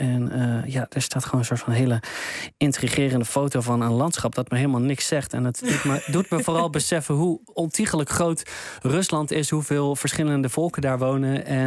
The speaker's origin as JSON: {"language": "Dutch", "town": "Wageningen", "region": "Gelderland", "country": "Netherlands", "said": "Ja, ik kom zelf uit Wageningen."}